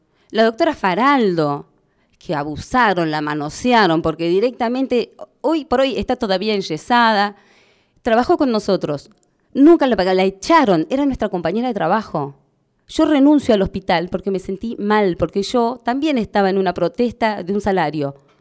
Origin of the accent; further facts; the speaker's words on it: Jaramillo, Santa Cruz, Argentina; now in Puerto Deseado, Argentina; Yo soy de acá de Deseado. Va, me crié en Jaramillo, vivo acá en Deseado